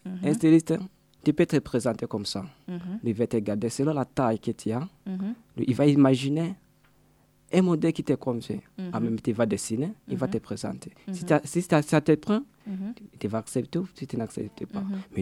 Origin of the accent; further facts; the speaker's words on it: Burundi; born there; lorsque je suis retrouvé chez moi, dans mon pays natal